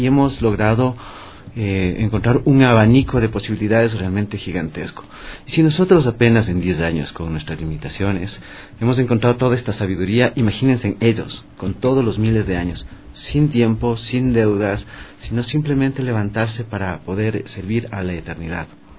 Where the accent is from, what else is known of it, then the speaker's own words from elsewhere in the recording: Imbabura, Ecuador; soy indígena quichua del pueblo de Imbabura. Y entonces, una gran parte de mi niñez la pasé en la Plaza de Ponchos.